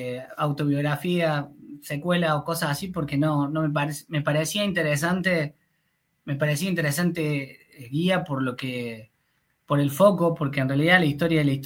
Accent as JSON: {"language": "Spanish", "region": "Córdoba", "country": "Argentina", "said": "un poco porque soy de Córdoba"}